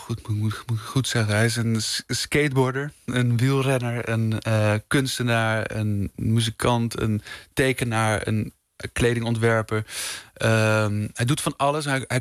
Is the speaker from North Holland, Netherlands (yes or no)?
yes; Amsterdam, North Holland, Netherlands; born there; Ja, ik ben geboren in Amsterdam